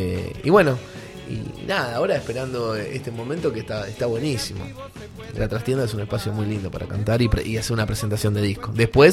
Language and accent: Spanish; Avellaneda, Buenos Aires Province, Argentina; Pues yo soy de Avellaneda.